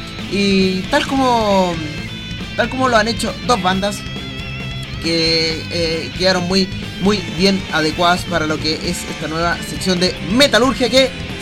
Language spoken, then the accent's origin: Spanish; Santiago, Santiago Metropolitan Region, Chile; vocalista de … Somos de Chile, Santiago